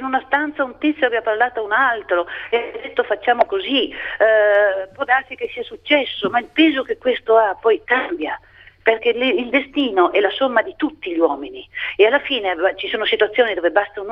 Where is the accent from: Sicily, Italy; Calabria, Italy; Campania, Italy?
Campania, Italy; Capua; Ma sul Volturno, io vengo da Capua, c'è anche il sangue dei miei antenati versato sul Volturno.